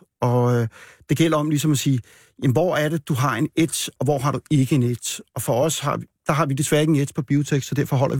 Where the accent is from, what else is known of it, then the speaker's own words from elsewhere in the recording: Frederikshavn, North Denmark Region, Denmark; born there; Jeg er født i Frederikshavn, men jeg har aldrig boet der.